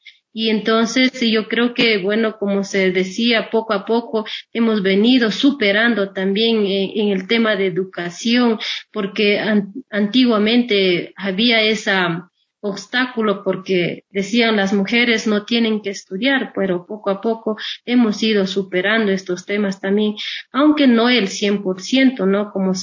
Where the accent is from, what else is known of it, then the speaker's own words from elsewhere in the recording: Ecuador; a pesar de que nos dicen son indígenas, que nosotros nada tenemos que ver, somos parte del Estado, nosotros somos ecuatorianos.